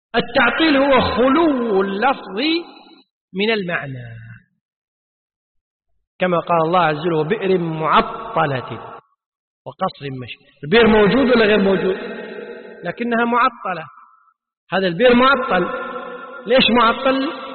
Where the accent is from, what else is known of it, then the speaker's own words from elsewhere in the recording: Kuwait; حرف عندنا بالكويت العامة تسمي طريف